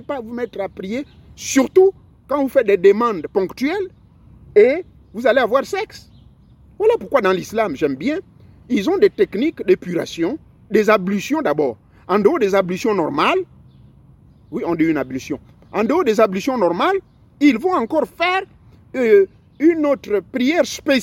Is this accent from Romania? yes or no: no; Gabon; Chez moi au Gabon